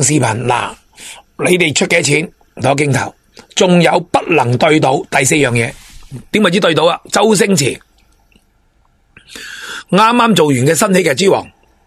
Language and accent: Cantonese; Hong Kong; 亦都打断咗我哋香港人成日北上搵大钱嘅机会冇噶啦